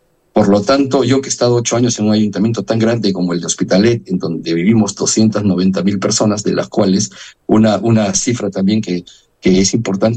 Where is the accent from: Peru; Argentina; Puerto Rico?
Peru; now in Spain; yo soy de Perú, soy diputado en el Parlamento de Cataluña